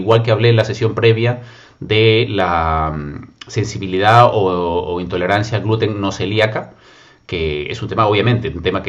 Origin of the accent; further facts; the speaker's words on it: Peru; decían en mi país, en Perú, sábado chico.